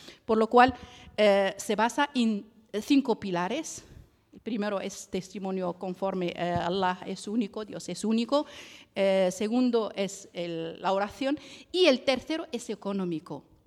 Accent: Morocco; moved away as an adult; now in Barcelona, Spain; vine de Marruecos con la licenciatura en economía desde 2006 y bueno, acabé aquí mi doctorado

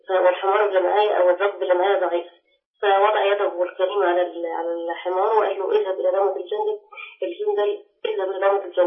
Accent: Egypt; also born or lived in Medina; أنا من مصر بس كنت في المدينة.

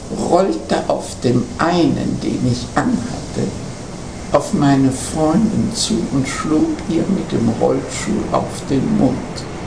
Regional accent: Kiel, Schleswig-Holstein, Germany; Ich war die einzigste Jüdin. Ich bin in Kiel geboren, Kiel in die Schule gegangen, in Kiel angefangen zu arbeiten. Ich war damals 13 Jahre alt. Ich bin 1908 geboren.

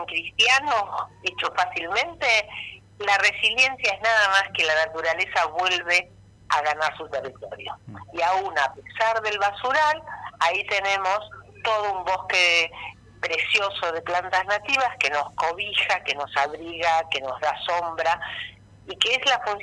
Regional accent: Argentina; como somos los argentinos.

